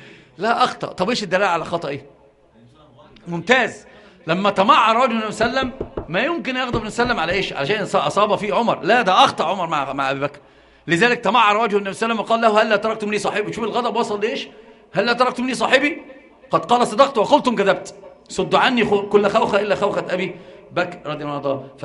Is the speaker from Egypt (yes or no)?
yes; Egypt; وانت انظر اللي راكب عربية يسمونها عندنا في مصر قردة عربية نصر